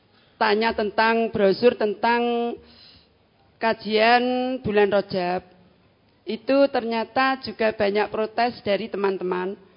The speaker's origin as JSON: {"language": "Indonesian", "town": "Ngawi", "region": "East Java", "country": "Indonesia", "said": "dari Ngawi."}